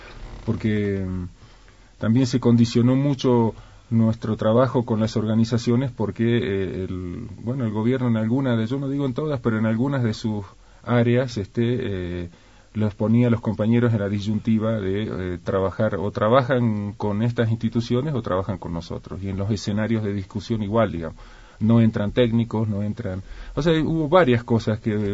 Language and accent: Spanish; Argentina; moved away; Soy abogado, soy argentino, hace 22 años que vivo aquí, y estoy casado, tengo 3 hijas, mujeres.